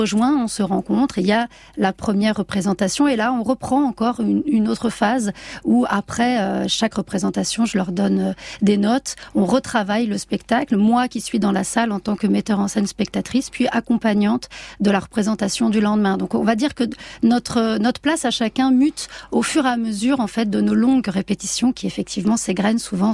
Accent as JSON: {"language": "French", "region": "south of France", "country": "France", "tie": "born or raised there", "said": "moi, je viens donc du sud de la France. Enfin, j'ai grandi à partir de mes 11 ans là-bas"}